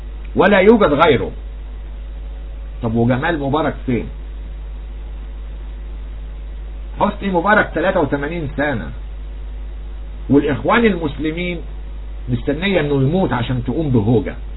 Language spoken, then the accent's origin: Arabic; Egypt; طب وايه يعني انا مالي انا كرجل مصري